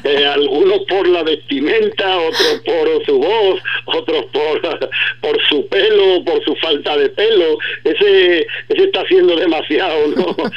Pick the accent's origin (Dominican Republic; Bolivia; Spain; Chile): Spain; Ubrique, Andalusia; somos gente de Ubrique, ya digo, el profesorado casi el 40% más somos ya de Ubrique